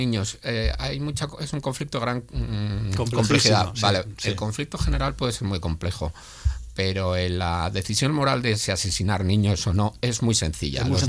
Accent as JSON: {"language": "Spanish", "town": "Vitoria", "region": "Basque Country", "country": "Spain", "said": "Al final, yo soy de Vitoria, o sea, al final ya estamos todos..."}